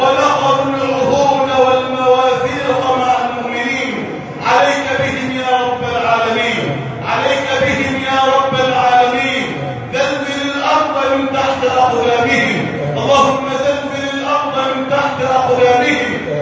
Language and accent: Arabic; Egypt; يا ربنا احفظ بلدنا مصر واجعلها بلدا امنا امانا